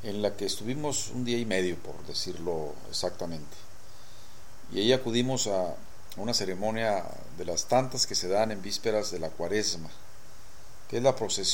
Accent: Tijuana, Baja California, Mexico; Un poco con la esperanza de encontrarme con un paisano, ya que yo soy de Tijuana.

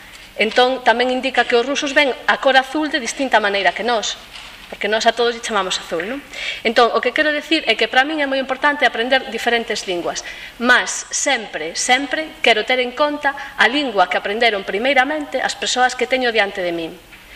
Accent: Galicia, Spain; a miña lingua primeira non é o alemán, senón que a miña lingua primeira é o galego e máis o castelán.

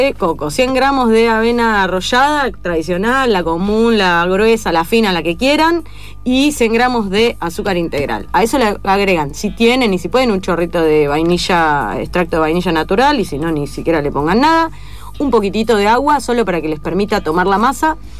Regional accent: Haedo, Buenos Aires Province, Argentina; yo soy de Aedo, iba a Pinar de Rocha.

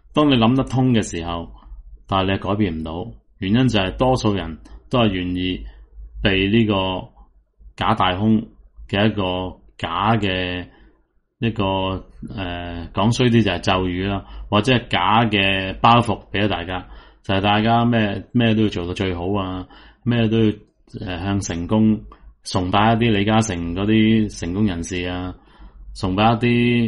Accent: Hong Kong; 但系点解我哋香港人至到而家进步唔到咧？

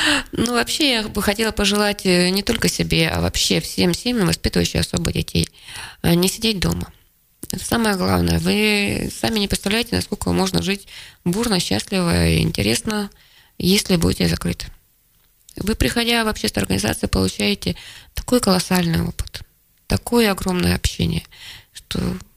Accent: Kansk, Krasnoyarsk Krai, Russia; also born or lived in Plauen, Germany; Нет, я родилась за границей в Германии, в очень красивом городе, Плауне. У меня отец был военный. Но в 5 лет меня отправили к бабушке с дедушкой в Канск, потому что я совершенно не говорила по-русски

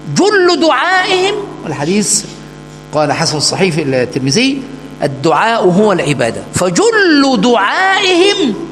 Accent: Egypt; عندنا في مصر يقول دول عالم مصلحجية

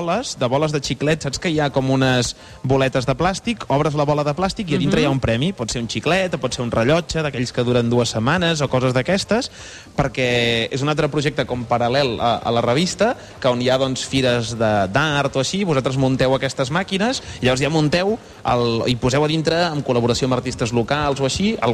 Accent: Catalonia, Spain; yo soy catalán, vosotros de Madrid

